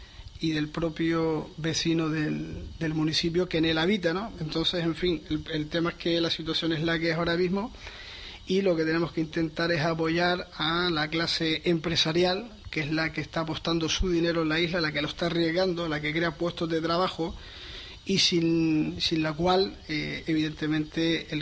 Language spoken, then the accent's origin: Spanish; Canary Islands, Spain; sin llegar a los desmanes que han pasado en mi isla, yo soy de Gran Canaria